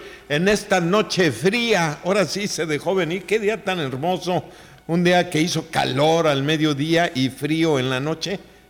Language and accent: Spanish; Mexico; como mexicanos, como americanos, tenemos que estar unidos